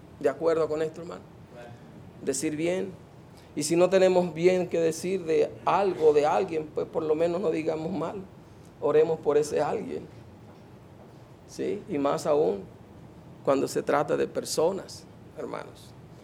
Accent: Venezuela; ¿Cómo tener gozo como venezolano en medio de la crisis que estamos pasando?

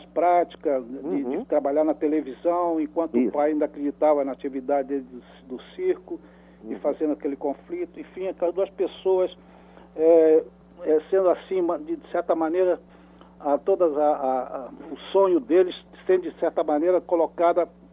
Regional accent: Rio de Janeiro, Brazil; eu morava no Rio de Janeiro, quando era menino, eu morava num bairro aqui no Rio de Janeiro chamado Benfica. É um bairro aqui, zona subúrbio do Rio.

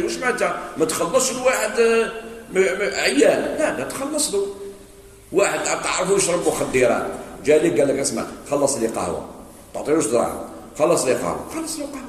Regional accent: Algeria; خاصة في بلدنا الجزائر

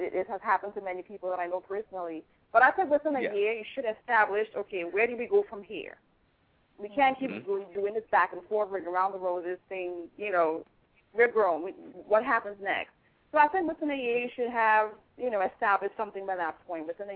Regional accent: Port of Spain, Trinidad & Tobago; No, I'm from Trinidad and Tobago, Port of Spain, Trinidad.

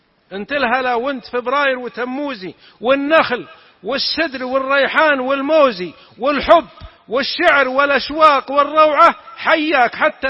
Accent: south, Saudi Arabia; نكتة عندنا من السعودية من الجنوب، واحد من جماعتنا من قبيلتنا طبعا اختلف مع أهل قريتي، تعرفون المجتمع القبلي كثير الخلاف كثير الشقاق

